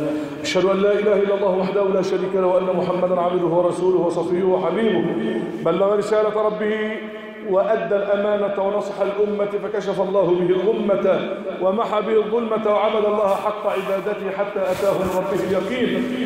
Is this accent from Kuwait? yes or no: no; Egypt; أن تجعل بلدنا مصر أمناً أماناً